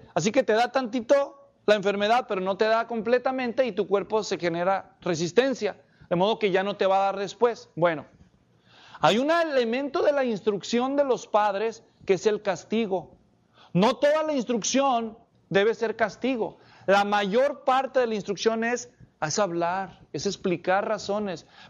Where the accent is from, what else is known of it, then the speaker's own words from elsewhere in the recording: Mexico; Así que para nosotros que somos mexicanos, los fajazos no están muy lejos del modelo bíblico.